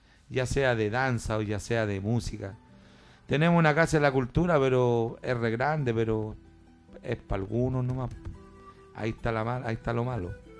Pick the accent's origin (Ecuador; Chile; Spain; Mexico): Chile; Somos chilenos reconocidos por la raíz.